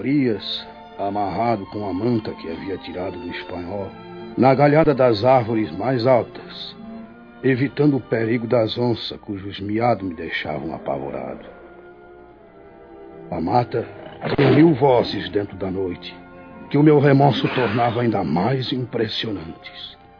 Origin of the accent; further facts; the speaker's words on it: Recife, Pernambuco, Brazil; para o Recife, minha terra natal.